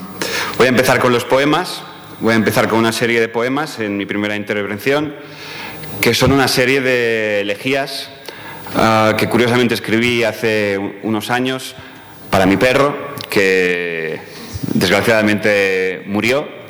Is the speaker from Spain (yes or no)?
yes; Spain; first language Catalan; Spanish is a second language; mi lengua materna es el catalán y aunque tiendo a escribir en castellano, no estoy parando de traducir en todo momento